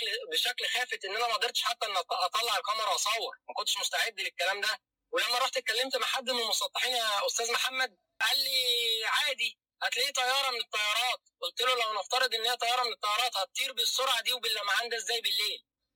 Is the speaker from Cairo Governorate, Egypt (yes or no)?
yes; Cairo, Cairo Governorate, Egypt; انا من القاهره